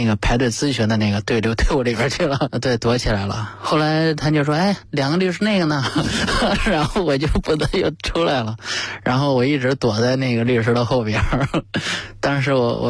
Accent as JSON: {"language": "Chinese", "region": "Henan", "country": "China", "tie": "born or raised there", "accent": "Henan dialect", "said": "对我们老家的方言就是真行的意思吧"}